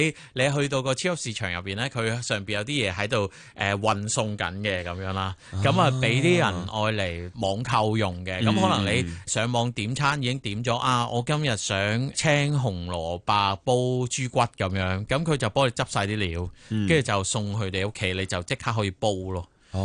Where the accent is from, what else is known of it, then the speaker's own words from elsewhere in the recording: Hong Kong; 咁我哋香港人个性格都系谂住点样可以